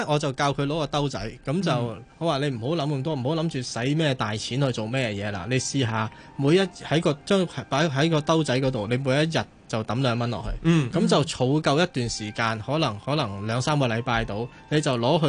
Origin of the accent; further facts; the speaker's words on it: China; 我哋中國人好多時候咧，遇到一啲唔好嘅能量都係話係煞嚟嘅